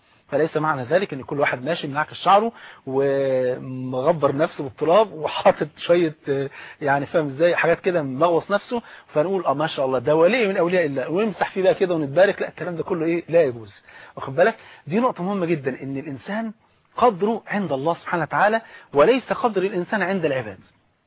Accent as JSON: {"language": "Arabic", "country": "Egypt", "said": "المثل البارد اللي عندنا في مصر"}